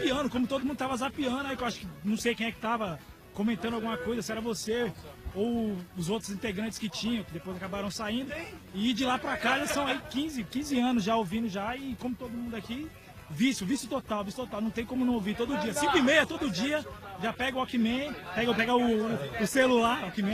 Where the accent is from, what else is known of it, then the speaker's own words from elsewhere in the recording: São Paulo, Brazil; sou lá do Jardim Pavo.